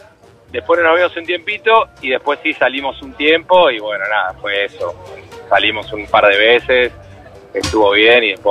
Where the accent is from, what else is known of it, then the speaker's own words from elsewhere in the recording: Buenos Aires Province, Argentina; Soy de zona norte, me quedo acá y ahora estoy, atascado en la Panamericana, en el tráfico.